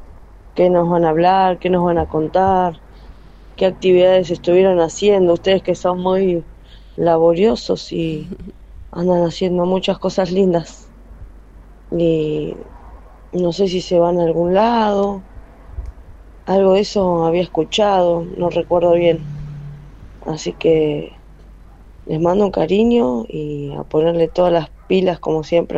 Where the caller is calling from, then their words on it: Quilmes, Buenos Aires Province, Argentina; de Quilmes.